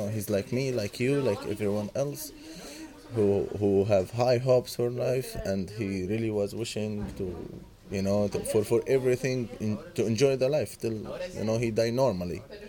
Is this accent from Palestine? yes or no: yes; Gaza Strip, Palestine; English is a second language; I'm from Palestine, Gaza Strip.